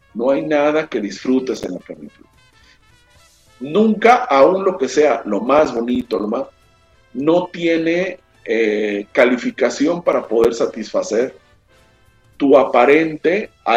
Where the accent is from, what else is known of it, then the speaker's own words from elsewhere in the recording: Mexico; ninguno de nosotros, como buenos mexicanos, no leemos ni los protocolos ni los manuales y no los seguimos.